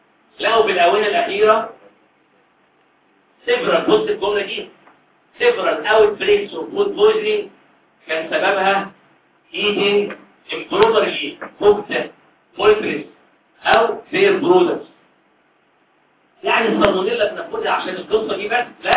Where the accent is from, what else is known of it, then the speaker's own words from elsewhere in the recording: Egypt; لأن البيض عندنا إحنا كمصريين في الأرياف عادة ممكن يضرب البيض مع كوباية لبن